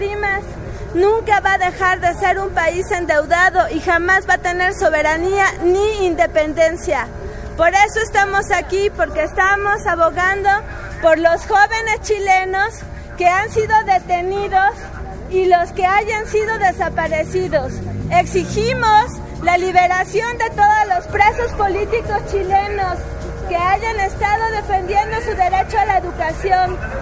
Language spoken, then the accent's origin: Spanish; Mexico; lo que estamos haciendo aquí es manifestarnos como mexicanos solidarios